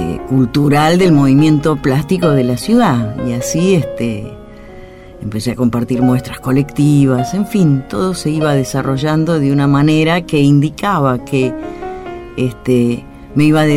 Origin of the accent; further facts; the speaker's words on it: Bahía Blanca, Buenos Aires Province, Argentina; born there; now in Buenos Aires, Argentina; soy artista visual. Desde 1977 vivo aquí en Capital Federal, en Buenos Aires, pero nací en Bahía Blanca.